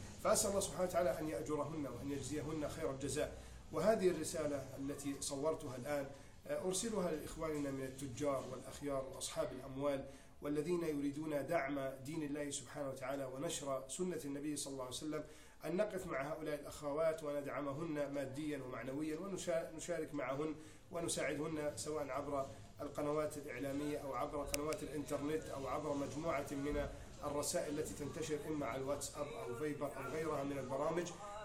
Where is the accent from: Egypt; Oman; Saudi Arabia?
Egypt; من نعمة الله سبحانه وتعالى علينا في بلدنا مصر